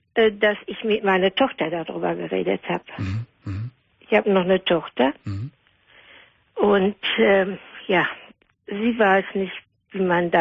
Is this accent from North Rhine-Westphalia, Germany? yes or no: yes; Herne, North Rhine-Westphalia, Germany; born there; als mein Vater dann in Herne, wir sind aus Herne geboren, in Herne wieder eine Arbeit hatte, sind wir von Nettelstedt nach Herne gezogen